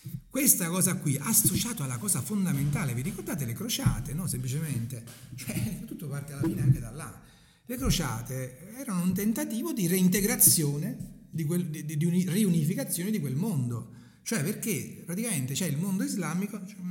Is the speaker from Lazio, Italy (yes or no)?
no; Avellino, Campania, Italy; io sono di Avellino e sono molto bianco